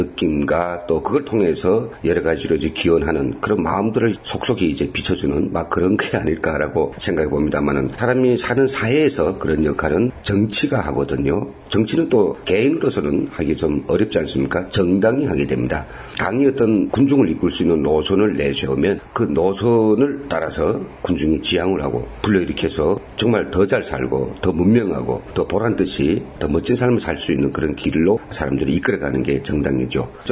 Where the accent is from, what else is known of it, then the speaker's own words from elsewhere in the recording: North Korea; now in South Korea; 이제 언제 10년도 안 되는 그런 우리 북에서 온 사람이 통일당이라고 하는 것을 만들겠다.